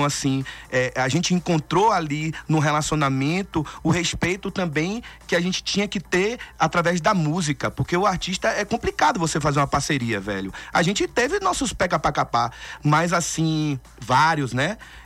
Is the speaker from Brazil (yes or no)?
yes; Salvador, Bahia, Brazil; minha família é de Jequié, minha parte do meu pai é de Livramento. Então, assim, mas como eu nasci em Salvador e me formei, a minha formação musical foi lá, então eu tive muito forte a coisa do afro-baiano.